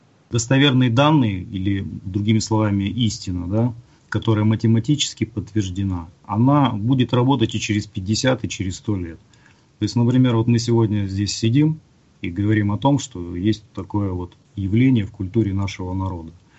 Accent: Chelyabinsk, Chelyabinsk Oblast, Russia; Я из Челябинска

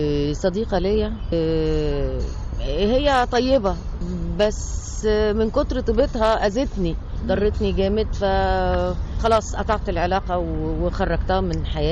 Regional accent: Egypt; احنا لو كمصريين نبدأ كده يبقى عندنا ثقافة ان احنا ما نرميش القمامة بتاعتنا في اي حتة

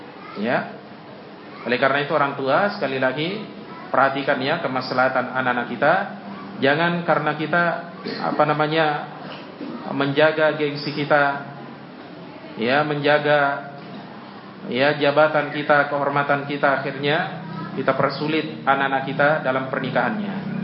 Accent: Tanrutedo, South Sulawesi, Indonesia; Seperti di kampung saya di Sidrap ya, kampung saya namanya Tanrutedo.

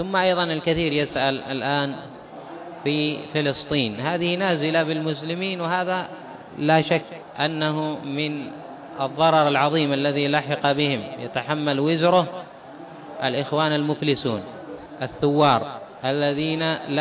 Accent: Yemen; مثلا عندنا في اليمن حصل

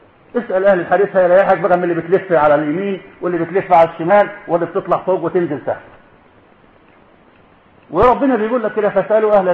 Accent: Egypt; ما عندنا في مصر كتير كله زعيمه

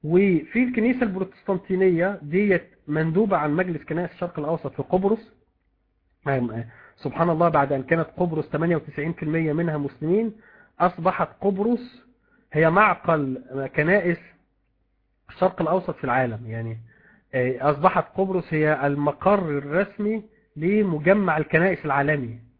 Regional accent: Egypt; عندنا في مصر هنا

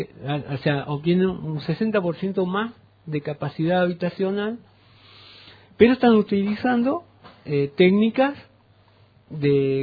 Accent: Río Cuarto, Córdoba, Argentina; Río Cuarto, mi pueblo natal, Coronel Baigorria.

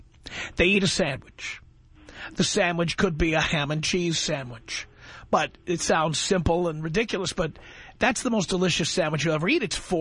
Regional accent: United States; Because I'm an American. I've lived in this country for 51 years.

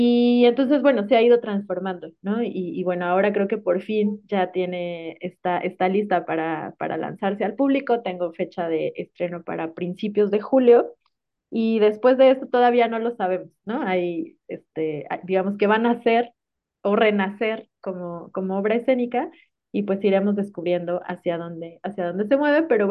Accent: Tuxtla Gutiérrez, Chiapas, Mexico; en Tuxtla Gutiérrez, ¿no? De donde yo soy originaria. Yo quería trabajar como con la ciudad en la que fui adolescente

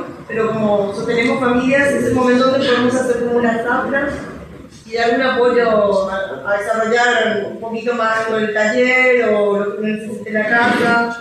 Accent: Paraguay; born there; yo soy nacida en Paraguay

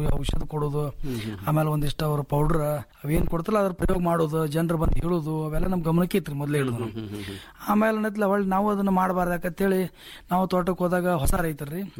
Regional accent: Babanagar, Karnataka, India; ನಮ್ಮ ಊರು ಬಾಬಾನಗರ, ತಿಕೋಟ ತಾಲೂಕು, ವಿಜಯಪುರ ಜಿಲ್ಲೆ ರೀ.

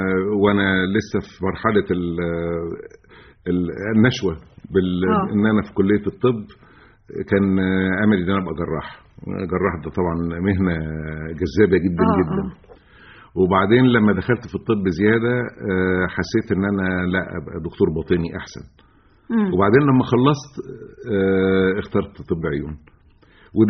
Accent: Egypt; مش عندنا في مصر

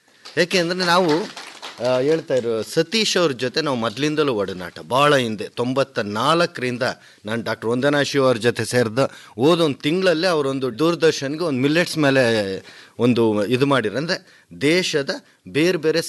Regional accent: Madhugiri, Karnataka, India; ನಾನು ಮೂಲತಃ ರಾಯಲ್ಸೀಮಾ ಕಡೆನು, ಮಧುಗಿರಿ, ಇದು ನಮ್ಮದು ಅರ್ಧ ಹೊಲ ಆಂಧ್ರ ಪ್ರದೇಶದಲ್ಲೈತೆ, ಇನ್ನರ್ಧ ಕರ್ನಾಟಕದಲ್ಲೈತೆ. ಬರೀ ಒಂದು 20-22 ಮನೆ ನಮ್ಮಲ್ಲಿ ಕನ್ನಡ ಮಾತಾಡೋದು, ಇನ್ನೆಲ್ಲ ತೆಲುಗು.

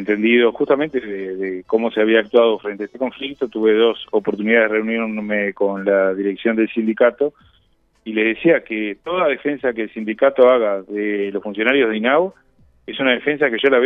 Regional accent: Uruguay; Somos uruguayos

